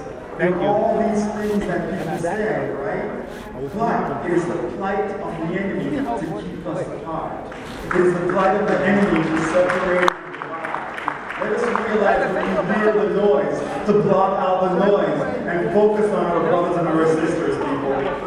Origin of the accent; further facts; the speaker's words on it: Jamaica; now in United States; Just briefly about me, I was from Jamaica and got those things when I was 18, 19.